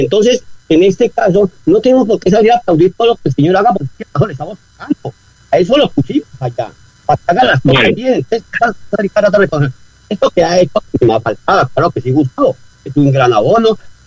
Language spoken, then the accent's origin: Spanish; Colombia; moved away; No quiere decir que no me importe lo que pase en mi país, ni más faltaba, tengo mi familia allá.